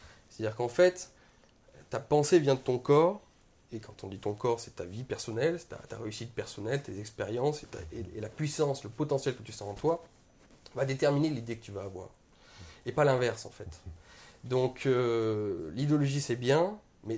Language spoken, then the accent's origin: French; Auvergne-Rhône-Alpes, France; moi je suis un petit Français qui vient de la campagne, je viens d'Ardèche, toute petite ville. J'ai voyagé dans toute la France